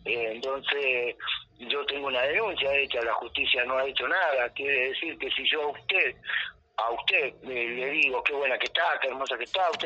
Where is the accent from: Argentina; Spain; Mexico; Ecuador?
Argentina; Córdoba; yo tengo el mismo derecho porque soy argentino, porque soy cordobés y puedo pisar mis tierras